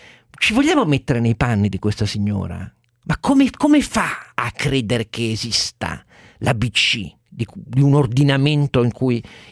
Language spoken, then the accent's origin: Italian; Turin, Piedmont, Italy; Un motivo di indignazione vera da torinese